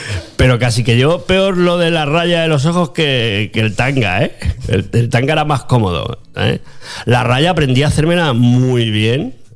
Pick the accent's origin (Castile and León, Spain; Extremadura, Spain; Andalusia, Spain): Extremadura, Spain; porque yo soy de Badajoz, de un pueblo de Badajoz.